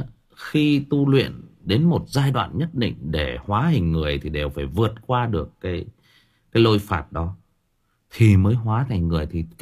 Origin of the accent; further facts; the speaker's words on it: Thai Nguyen, Vietnam; tôi sinh ra và lớn lên ở Thái Nguyên. Tôi sinh ra và lớn lên Thái Nguyên thì cũng chia sẻ với anh em rằng là chỗ tôi nó có rất nhiều mỏ.